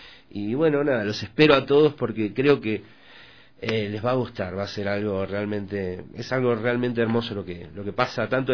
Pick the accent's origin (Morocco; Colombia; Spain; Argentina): Argentina; Yo vengo de Argentina y comemos mucha carne, ¿no?